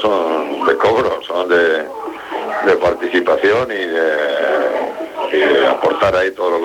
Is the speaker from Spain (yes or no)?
yes; Castilla-La Mancha, Spain; moved away as an adult; now in Valencia, Spain; Yo soy de donde nazco y de donde vivo. Uh-huh. Me crié en La Mancha y luego me crié en Valencia a partir de los 18 años. Mi mujer y mis hijos son valencianos.